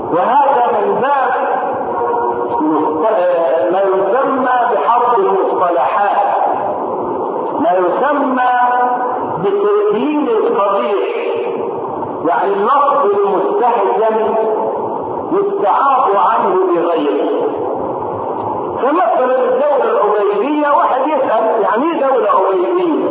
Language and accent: Arabic; Egypt; وان لم تكن واضحه في حياتنا نحن هنا كمصريين